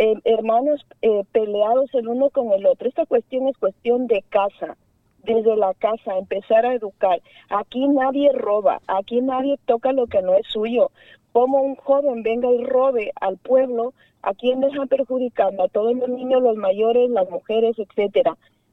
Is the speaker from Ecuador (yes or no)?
yes; Zamora-Chinchipe, Ecuador; Yo soy una persona de Zamora Chinchipe, donde hemos nacido y pisado oro. No he querido explotar mi tierra, mi provincia, y he salido fuera a trabajar para no perjudicar la naturaleza